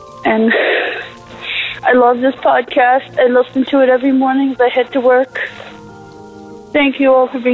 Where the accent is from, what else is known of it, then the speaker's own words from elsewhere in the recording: Whitehorse, Yukon, Canada; I'm from Whitehorse, Yukon, in Canada.